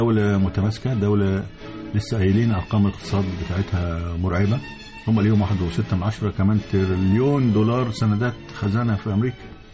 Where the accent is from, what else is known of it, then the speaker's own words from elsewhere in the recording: Egypt; زي ما كان بيحصل عندنا في مصر